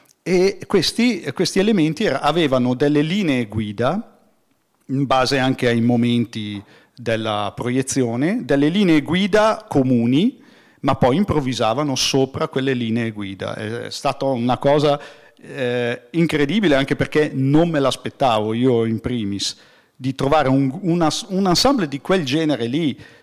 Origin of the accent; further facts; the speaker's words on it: Como, Lombardy, Italy; La serata è stata fatta nelle mie ex zone, io sono comasco